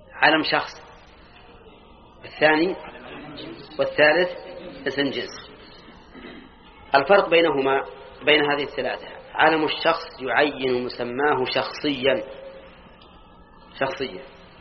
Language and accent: Arabic; Al-Qassim, Saudi Arabia; أظن كنا عندنا في القصيم، ها، لكلها القصيم